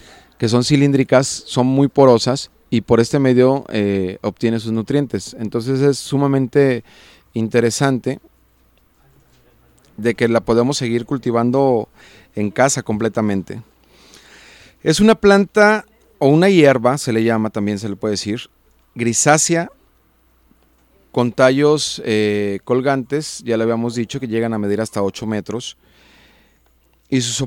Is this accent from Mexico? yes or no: yes; Juanacatlán, Jalisco, Mexico; nos están escuchando allá en Juanacatlán, mi pueblo querido. Y un saludo a toda la gente de Juanacaxle, mi rancho querido.